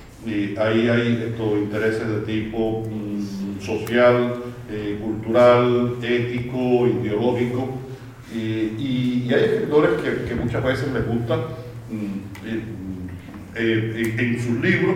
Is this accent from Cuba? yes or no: yes; Cuba; me preguntan muchísimo, soy cubano, imagínense ustedes, me preguntan sobre cosas políticas de Cuba.